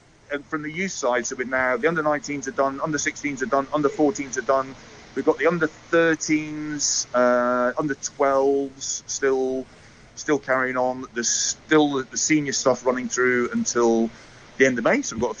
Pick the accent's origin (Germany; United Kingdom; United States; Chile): United Kingdom; Scotland; As a Scot, we're expecting a few more than we've had for the last couple of Lions tour parties.